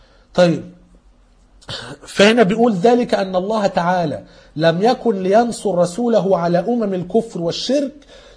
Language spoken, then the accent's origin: Arabic; Egypt; احنا كمصريين